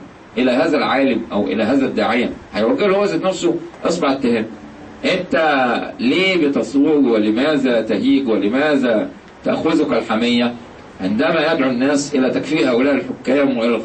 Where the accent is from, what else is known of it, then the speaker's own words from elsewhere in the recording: Egypt; إحنا النهارده عندنا في مصر